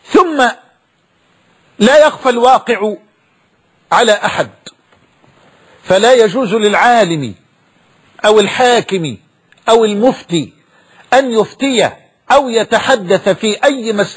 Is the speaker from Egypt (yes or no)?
yes; Egypt; وأن بلدنا مصر تمر بمرحلة حرجة